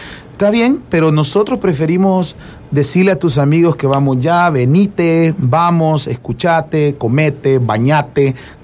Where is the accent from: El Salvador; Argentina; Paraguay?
El Salvador; Te encontrás gente en cualquier lugar del mundo y le decís, soy de El Salvador.